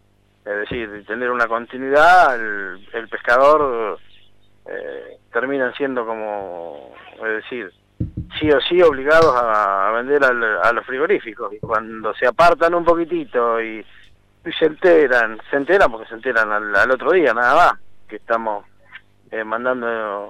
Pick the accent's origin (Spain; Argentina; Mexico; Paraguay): Argentina; Chascomús, Buenos Aires Province; A nosotros, los que vinimos de Chascomús, no tenemos esa traba